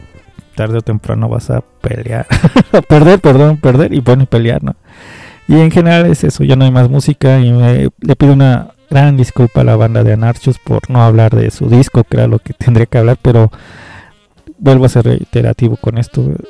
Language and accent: Spanish; Mexico; Qué tan violentos podemos ser uno como hombre, como mexicano, como compa de barrio